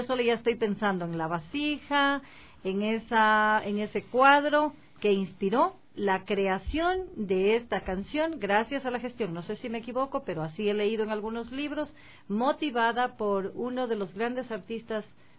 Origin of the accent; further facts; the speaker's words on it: Marcabelí, El Oro, Ecuador; Comisaría Nacional del Cantón Marcabelí, mi tierra bellísima